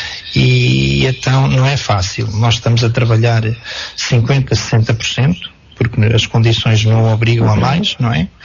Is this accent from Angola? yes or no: no; Portugal; nós não somos portugueses de terceira. Os nossos governantes têm que ver que nós precisamos de soluções rápidas.